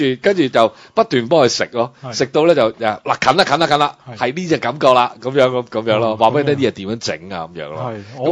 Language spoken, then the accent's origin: Cantonese; Hong Kong